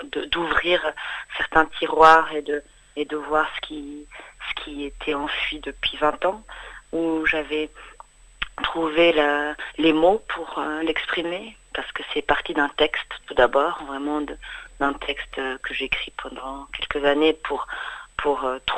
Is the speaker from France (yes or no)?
no; Rwanda; moved away; also born or lived in England; Moi, je suis partie du Rwanda à l'été 94, donc c'était à la fin du génocide des Tutsis en avril 94, qui a commencé en avril 94 jusqu'en juillet 94. Et nous sommes allés en Angleterre